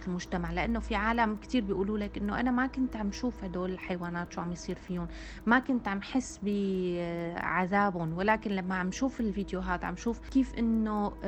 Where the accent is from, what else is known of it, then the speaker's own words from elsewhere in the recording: Syria; بدي اعطي مثال كوني انا سورية وعم تابع الوضع عن كثب بسوريا